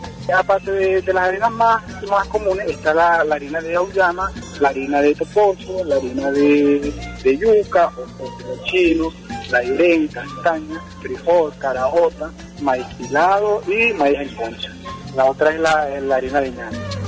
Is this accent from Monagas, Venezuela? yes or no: yes; El Tanto, Monagas, Venezuela; soy estudiante de la Bolivariana del Estado Monagas, soy de la comunidad del Tanto.